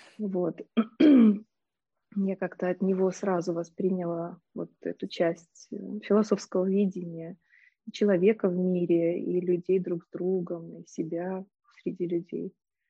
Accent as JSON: {"language": "Russian", "region": "Minsk", "country": "Belarus", "tie": "born or raised there", "said": "Я родом из Минска, и поэтому мои первые университеты — это вот университет педагогический в Минске."}